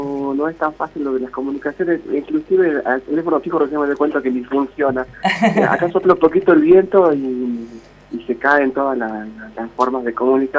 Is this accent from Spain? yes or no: no; Tartagal, Salta, Argentina; yo soy de Tartagal, de la provincia de Salta, he nacido ahí y he vivido más de 40 años en este pueblo, en una ciudad, digamos, que está al límite ya de la frontera con la hermana República de Bolivia